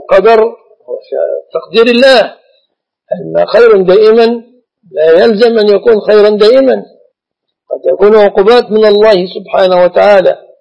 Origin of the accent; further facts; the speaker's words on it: Jordan; الخطبة عندنا في الأردن تكون مكتوبة